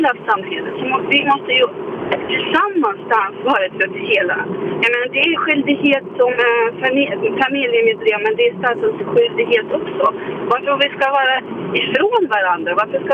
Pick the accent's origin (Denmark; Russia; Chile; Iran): Russia; now in Sweden; nu har jag inte växt upp i Sverige. Jag kommer ursprungligen från Ryssland.